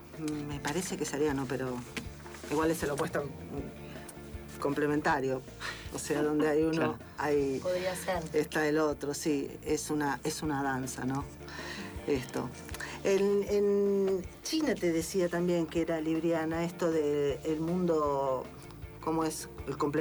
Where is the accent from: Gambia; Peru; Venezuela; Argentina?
Argentina; Nosotros como argentinos tenemos ascendente en Libra